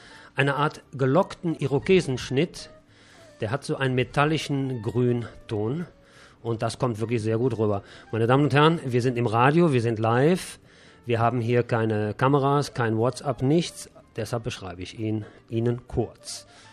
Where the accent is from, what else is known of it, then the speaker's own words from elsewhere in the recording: Rhineland, Germany; also der Arzt hat ja früher immer gesagt, wenn jemand was hatte, bei uns im Rheinland zumindest, da hieß es immer, es sind die Nerven.